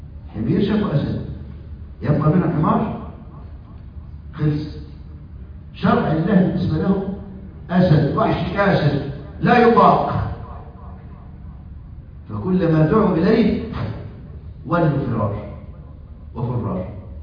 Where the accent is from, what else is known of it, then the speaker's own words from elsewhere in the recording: Egypt; مذيعة عندنا في مصر